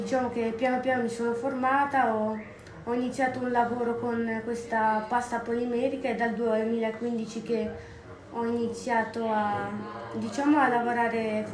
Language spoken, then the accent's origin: Italian; Seborga, Liguria, Italy; also born or lived in Sanremo; now in Ormea, Italy; io in realtà sono nata a Sanremo e ho vissuto a Seborga per 16 anni.